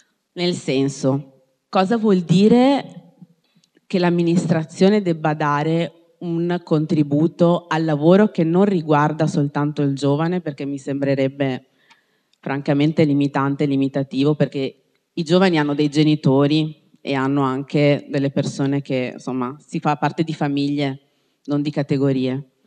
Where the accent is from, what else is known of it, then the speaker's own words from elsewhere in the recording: Padua, Veneto, Italy; io sono di Padova, nata a Padova, mi piace Padova